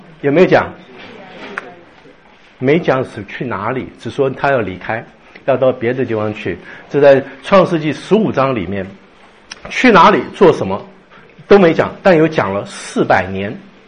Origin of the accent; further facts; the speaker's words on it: China; 我们是从中国来的，大部分中国来的